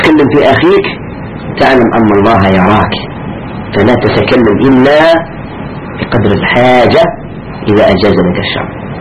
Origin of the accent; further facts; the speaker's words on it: Algeria; هنا عندنا في الجزائر خاصة في بلادنا انتشر عند كثير من الشباب